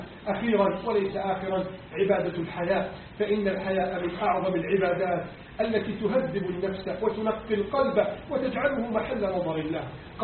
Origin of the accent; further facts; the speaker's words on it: Egypt; اللهم احفظ بلدنا مصر من كيد الكائدين وعز الحاقدين وتربص الظالمين